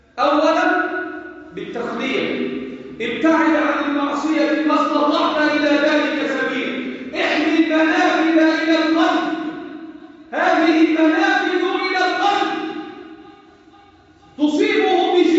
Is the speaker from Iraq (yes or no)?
no; Egypt; واحفظ بلدنا مصر